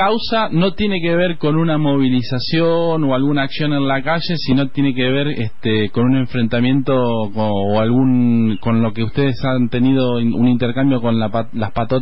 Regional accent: La Plata, Buenos Aires Province, Argentina; somos de La Plata

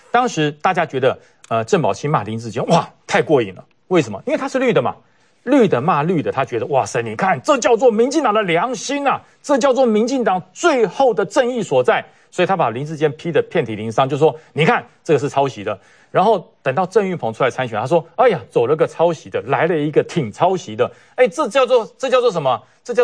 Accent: Taipei, Taiwan; born there; also born or lived in Taoyuan; 我在台北出生，在桃园只住了27年而已

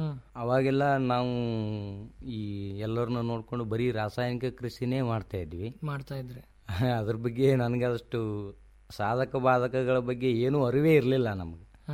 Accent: Budihal, Karnataka, India; Sir ನಮ್ದು Sindagi taluk Boodihal PH ಅಂತ ನಮ್ಮೂರು.

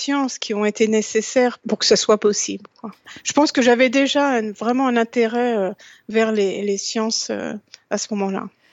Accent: France; parce que je suis française et la découverte a été faite en France

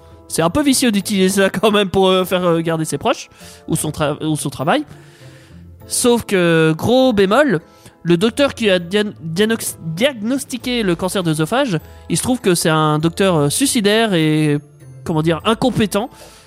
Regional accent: Quebec, Canada; C'est parce que je suis québécois, donc au Québec, on dit pas principaux, tu vois.

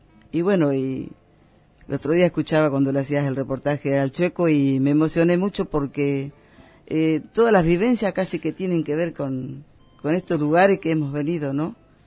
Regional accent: Concordia, Entre Ríos, Argentina; Nací en Concordia mismo.

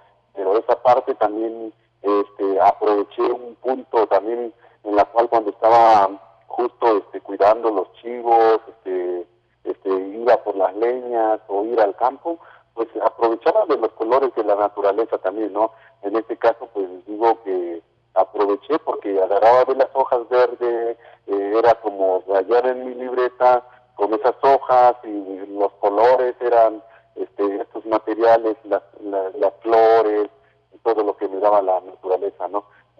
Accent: Oaxaca, Mexico; first language Mazatec; Spanish is a second language; les acabo de saludar en mi lengua materna, que es el mazateco del estado de Oaxaca.

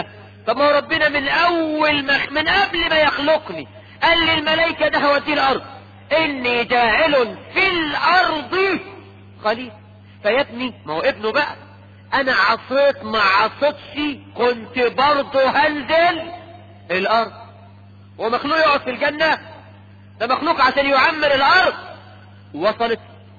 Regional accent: Egypt; واحنا كمصريين تقول

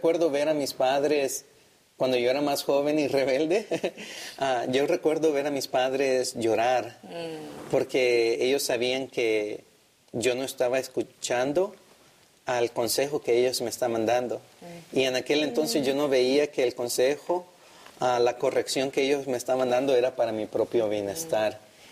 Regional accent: El Salvador; now in California, United States; también soy de California, como dos de mis compañeros aquí, aunque soy originario de El Salvador y soy estudiante de teología.

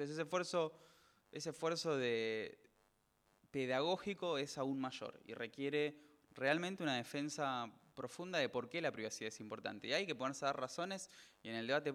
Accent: Argentina; Otro asunto que también tenemos completamente interiorizado como argentinos es el Documento Nacional de Identidad

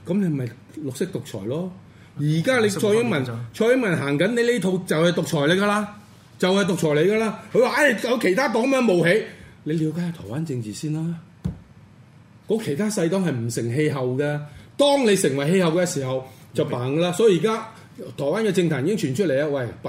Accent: Hong Kong; 係咪我哋香港人爭取民主嘅過程裏邊

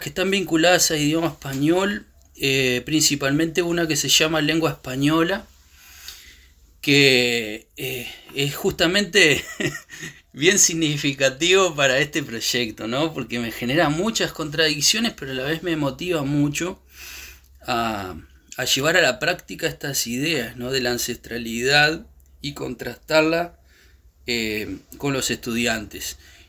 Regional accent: Uruguay; also born or lived in Chile; si bien yo soy uruguayo, pero estuve 15 años fuera, por lo tanto conozco más de Chile en estos últimos 15 años de lo que ha pasado acá

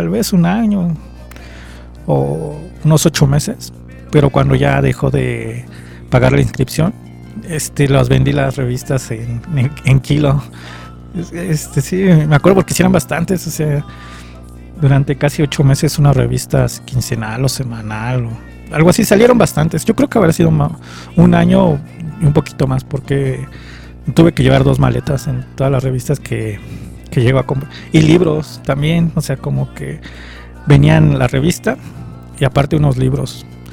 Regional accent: Iztapalapa, Mexico City, Mexico; pues yo también soy de Iztapa Salsa

